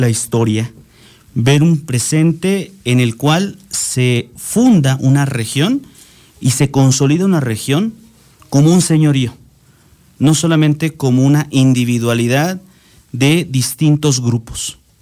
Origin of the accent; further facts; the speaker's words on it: Tlalmanalco, State of Mexico, Mexico; yo amo a mi pueblo, Tlalmanalco, a lo mejor a su gente no tanto, porque son muy apáticos, pero a mí me gusta mucho mi comunidad.